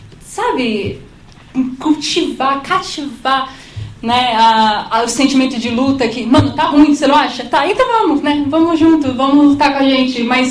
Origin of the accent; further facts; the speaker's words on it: São Paulo, Brazil; eu sou da Zona Norte, aí sair da Zona Norte para qualquer lugar é difícil, né?